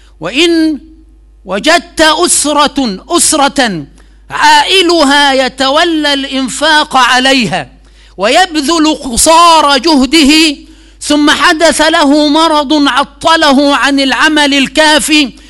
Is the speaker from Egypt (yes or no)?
yes; Egypt; هذه محاولة مني للإلمام بحال بلدنا مصر حفظها الله